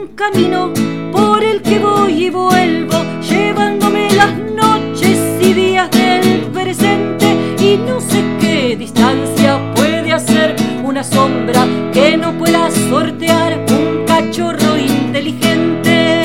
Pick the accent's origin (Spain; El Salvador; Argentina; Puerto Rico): Argentina; Buenos Aires Province; Estoy en Mendoza en este momento, en mis visitas cotidianas, y soy de Buenos Aires, de provincia de Buenos Aires.